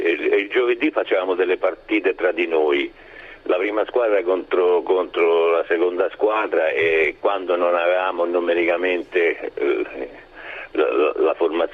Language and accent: Italian; Rome, Lazio, Italy; now in Ascoli Piceno, Italy; essendo romano di Trastevere, ho lasciato Roma per Ascoli